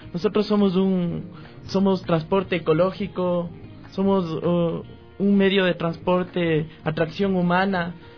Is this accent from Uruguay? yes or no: no; Ecuador; a levantarnos como ecuatorianos